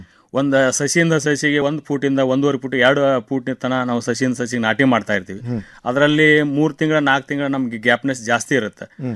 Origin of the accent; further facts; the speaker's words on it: Neelagunda, Karnataka, India; Bagalkot district, ಬಾದಾಮಿ ತಾಲೂಕು, ನೀಲಗುಂದ ನನ್ನ ಹುಟ್ಟೂರು.